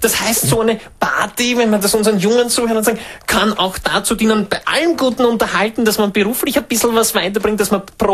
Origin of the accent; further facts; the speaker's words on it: Eastern Austria, Austria; Ich komme ja aus dem Osten von Österreich. Die ganzen Berge, was wir dort haben, die geben mir so viel Kraft.